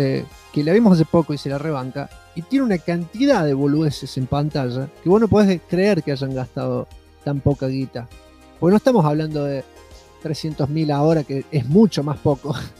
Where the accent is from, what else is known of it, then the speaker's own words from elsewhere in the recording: United States; Acá nomás, acá yo soy de Estados Unidos.